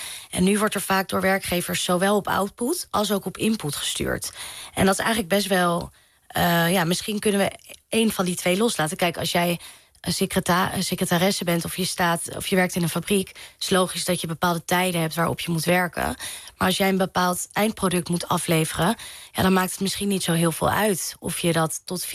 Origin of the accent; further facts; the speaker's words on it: Amstelveen, North Holland, Netherlands; ik ben opgegroeid in Amstelveen. En ik heb wel op hockey gezeten. En mijn middelbare school zat in Amsterdam-Zuid.